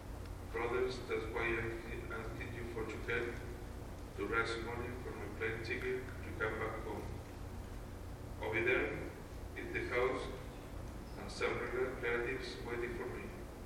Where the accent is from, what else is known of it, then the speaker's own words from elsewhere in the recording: Chile; now in United States; I'm from Chile. I've been active member of the church for the last 2 years. I've been living and working in the United States for the last 11 years.